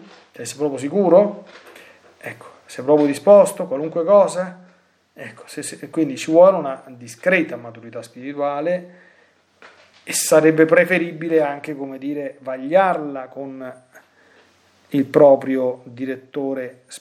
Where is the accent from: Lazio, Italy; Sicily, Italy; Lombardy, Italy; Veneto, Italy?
Lazio, Italy; qui è successo dalle mie parti un pochino di anni fa, e con il fenomeno qui da queste parti nel sud del Lazio